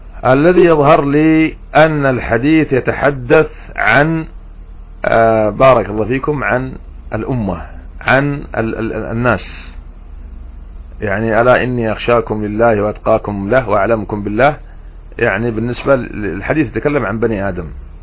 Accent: Yemen; والله عندنا في اليمن، أنا أحكي لكم عما نعاني في اليمن

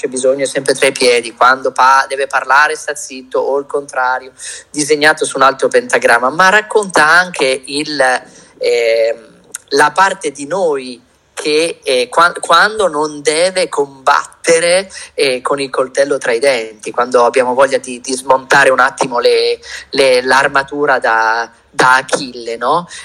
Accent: Milan, Lombardy, Italy; also born or lived in Emilia-Romagna; io sono mezzo milanese e mezzo romagnolo, come sentirete non è che parlo come ventino, no?

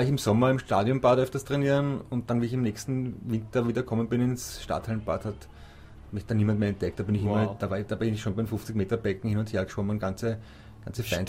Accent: Austria; Also das freut mich sowohl als Schwimmerkollege als auch als Österreicher, muss ich wirklich sagen.

